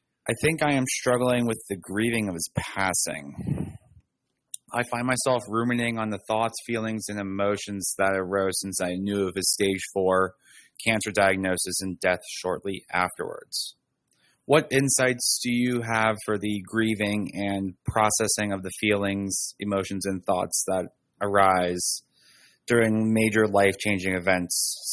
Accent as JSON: {"language": "English", "region": "Virginia", "country": "United States", "said": "I am from Virginia, and I am a true fan patron."}